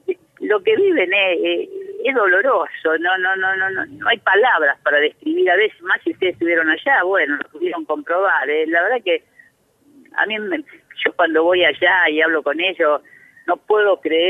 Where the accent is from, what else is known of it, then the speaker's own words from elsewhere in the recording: Chañar Ladeado, Santa Fe, Argentina; si yo hiciera esta nota en mi pueblo, en Chañar Ladeado, ni lo entenderían